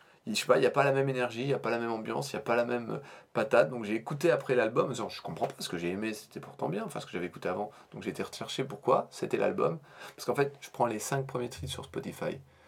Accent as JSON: {"language": "French", "region": "Normandy", "country": "France", "accent": "Norman", "said": "et les gens ne pensent pas à notre accent déplorable, nous, pauvres normands."}